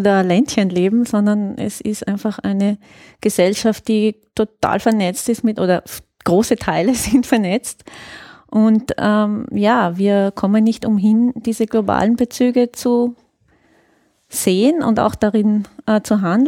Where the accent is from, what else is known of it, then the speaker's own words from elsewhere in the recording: Trentino-Alto Adige, Italy; Ich komme eigentlich aus Südtirol